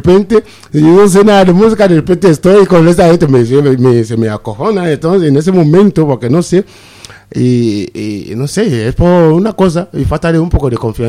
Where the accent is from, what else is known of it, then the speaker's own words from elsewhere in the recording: Nigeria; first language Yoruba; Spanish is a second language; Yoruba, mi idioma materna de Nigeria